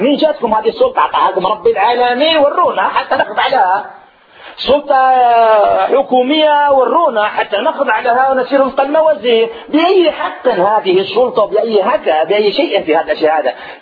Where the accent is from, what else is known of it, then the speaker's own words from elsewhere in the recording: Algeria; عندنا في الجزائر